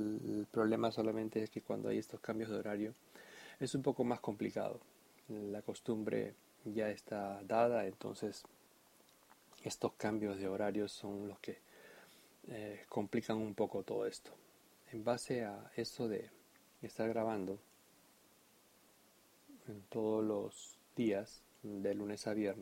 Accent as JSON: {"language": "Spanish", "country": "Peru", "said": "yo soy de Perú y bueno, estoy bautizado. No estoy confirmado"}